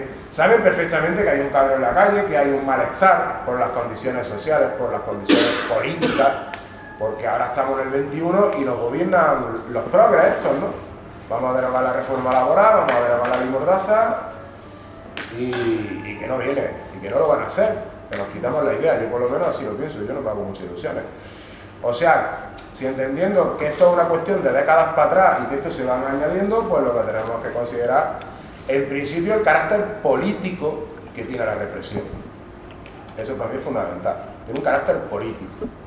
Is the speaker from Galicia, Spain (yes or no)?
no; Córdoba, Andalusia, Spain; Yo que soy de Córdoba, y en otros sitios, en Cádiz y en otros sitios